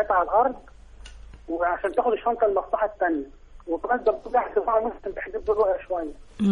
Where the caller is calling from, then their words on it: Nasr City, Cairo Governorate, Egypt; من مدينه نصر.